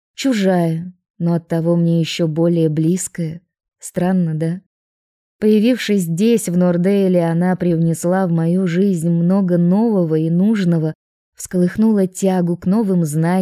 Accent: Russia; Я же из России, помните?

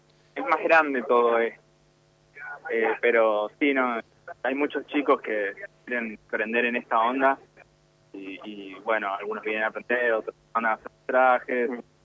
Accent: Vicente López, Buenos Aires Province, Argentina; Yo soy de Buenos Aires, de zona norte, de Vicente López, exactamente.

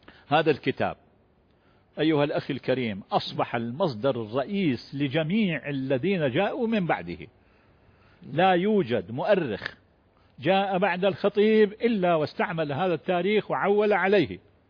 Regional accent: Baghdad, Baghdad Governorate, Iraq; مدفون عندنا في بلدتنا بالمناسبة في العظمية

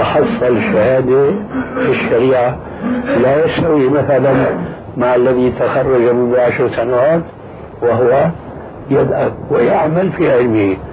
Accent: Syria; كما قال بعض الظرفاء عندنا في سوريا

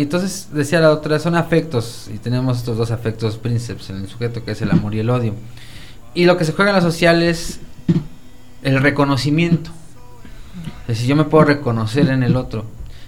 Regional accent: Mexico; nosotros, como mexicanos, en nuestra realidad

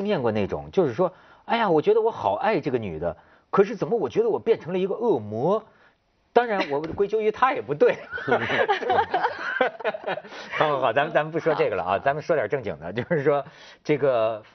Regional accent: China; 因为我是大陆人

